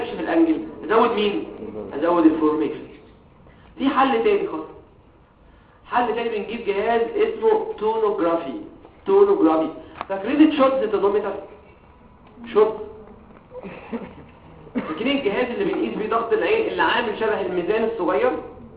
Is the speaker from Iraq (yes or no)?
no; Egypt; انا مصري زي كل حاجه